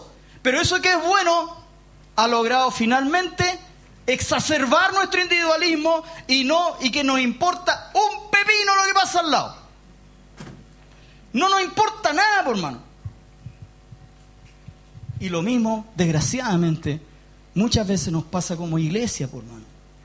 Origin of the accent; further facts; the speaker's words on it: Chile; nos enorgullecemos como chilenos de ser así.